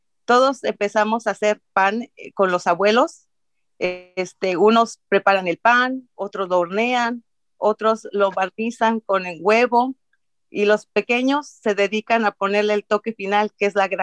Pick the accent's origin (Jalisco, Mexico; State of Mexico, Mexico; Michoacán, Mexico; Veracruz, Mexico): State of Mexico, Mexico; now in Costa Mesa, United States; Soy del Estado de México. Tengo 30 años viviendo en Costa Mesa